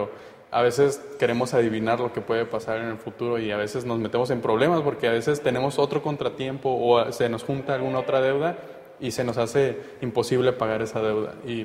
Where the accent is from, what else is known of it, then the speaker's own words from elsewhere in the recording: Tuxtla Gutiérrez, Chiapas, Mexico; yo vengo de la ciudad de Tuxtla Gutiérrez, en Chiapas